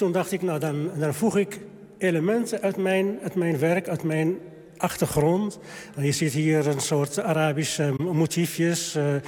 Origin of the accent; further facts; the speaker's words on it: Morocco; Dutch is a second language; now in Netherlands; toen ik hier alleen was... toen ik kwam uit Marokko. En mijn familie stuurde mij... heel veel brieven toen.